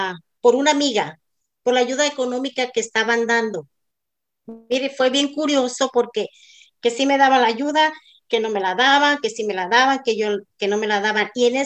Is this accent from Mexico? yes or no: yes; Mexico; now in Santa Ana, United States; soy mexicana, soy casada, tengo 3 hijos, vivo en la ciudad de Santa Ana, condado de Orange, estado de California.